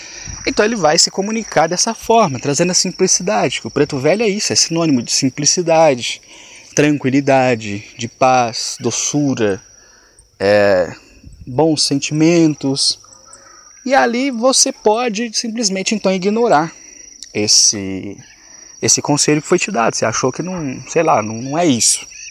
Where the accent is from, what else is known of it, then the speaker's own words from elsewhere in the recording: Minas Gerais, Brazil; eu sou mineiro, eu tenho costume de falar uai, nós, sou, trem, características comuns do vocabulário do mineiro.